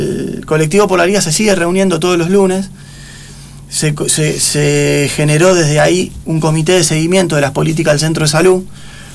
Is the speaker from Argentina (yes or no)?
yes; La Paternal, Buenos Aires, Argentina; born there; nací en Paternal